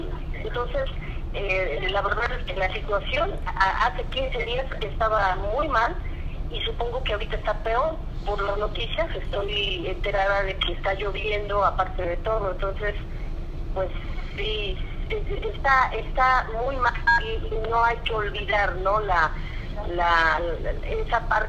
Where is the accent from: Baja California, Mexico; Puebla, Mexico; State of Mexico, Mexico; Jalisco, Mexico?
Puebla, Mexico; Nosotros somos de Puebla